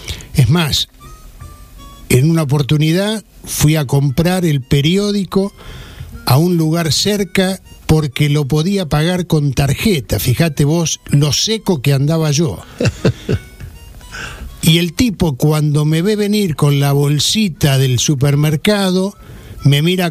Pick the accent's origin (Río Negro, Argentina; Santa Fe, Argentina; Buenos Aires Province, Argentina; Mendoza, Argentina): Buenos Aires Province, Argentina; Pinamar; una experiencia así yo he vivido allí en mi pueblo, en Pinamar